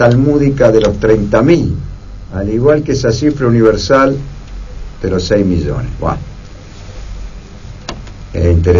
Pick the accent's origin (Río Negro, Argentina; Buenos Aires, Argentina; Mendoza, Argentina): Buenos Aires, Argentina; sabe más de esas cosas que nosotros, que somos porteños